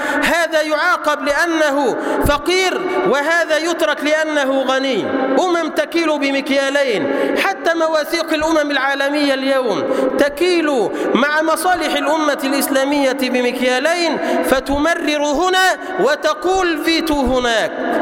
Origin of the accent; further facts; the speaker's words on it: Egypt; واجعل اللهم بلدنا مصر سلما سلاما